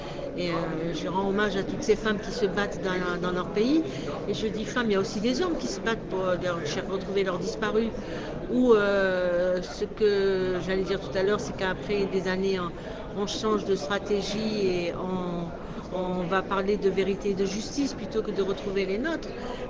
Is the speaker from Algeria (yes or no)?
yes; Algeria; Je suis algérienne